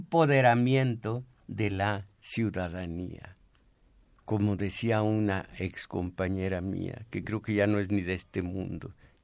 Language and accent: Spanish; Mexico; Yo también soy mexicano.